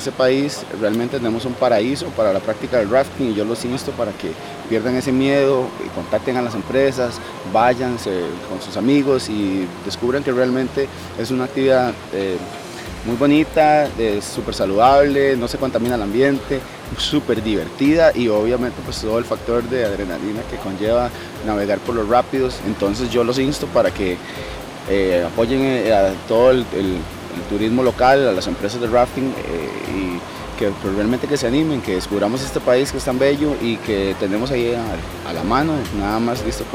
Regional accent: Costa Rica; nosotros como costarricenses a veces no nos damos cuenta que estamos perdiendo nuestro propio país

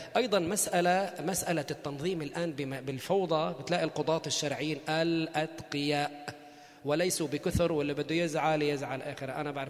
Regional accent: Beirut, Beirut Governorate, Lebanon; لا نحن ببيروت اتجوز انا وياه. المهور المهور عندنا في بيروت يعني بنت بيروت

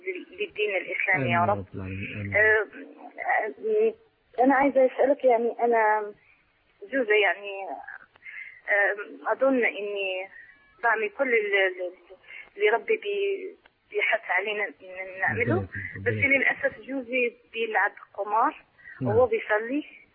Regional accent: Morocco; now in United Kingdom; من المغرب، من يعني اصلي من المغرب وانا من بريطانيا.

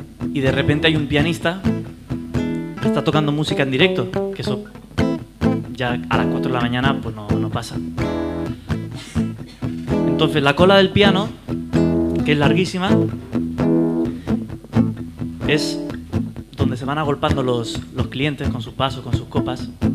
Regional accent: Barcelona, Catalonia, Spain; now in Madrid, Spain; soy de Barcelona, pero vivo en Madrid.

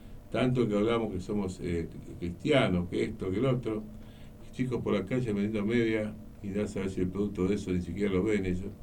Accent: Argentina; Espero que algún día nos reencontremos como argentinos

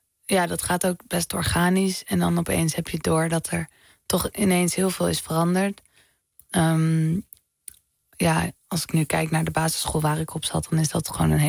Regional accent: Amsterdam, North Holland, Netherlands; Nou, ik ben opgegroeid in de Pijp.

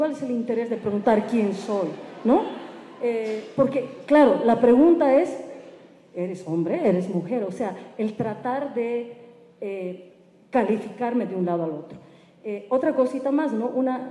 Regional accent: Bolivia; soy de Bolivia, soy aymara, soy feminista comunitaria, y ahí, bien, bien, y soy lesbiana.

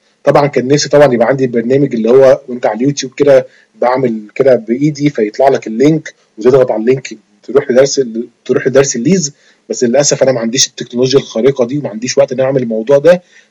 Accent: Egypt; زي ما بنقول كده عندنا في مصر

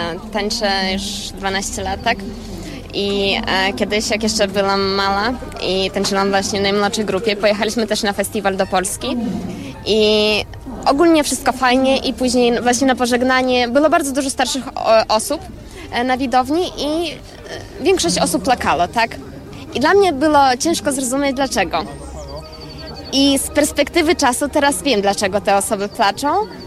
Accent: Vilnius, Vilnius County, Lithuania; urodziliśmy się w Wilnie, wychowujemy się w polskich rodzinach

